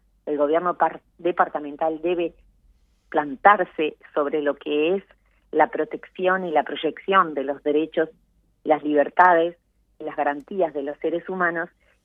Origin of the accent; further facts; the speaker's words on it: Uruguay; que tenemos como uruguayos, como ciudadanos, no importa en el lugar que estemos